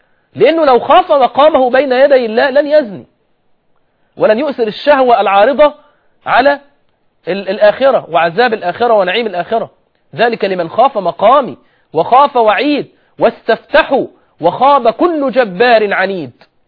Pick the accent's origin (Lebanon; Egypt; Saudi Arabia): Egypt; يعني مثلا احنا عندنا في مصر أغلب الفتيات غير منتقبات